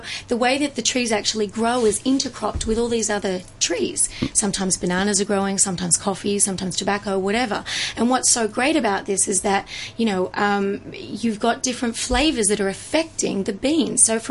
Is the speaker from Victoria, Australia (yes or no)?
no; Sydney, New South Wales, Australia; I'm from Sydney, Australia.